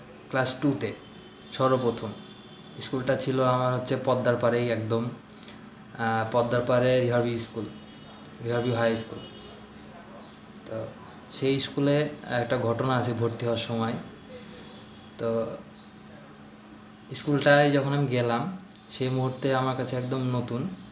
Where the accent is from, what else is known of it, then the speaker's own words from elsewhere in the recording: Baharampur, Rajshahi Division, Bangladesh; আমার বাড়ি বহরমপুর, রাজশাহী। বহরমপুর ব্যাংক কলোনিতে থাকি আমরা।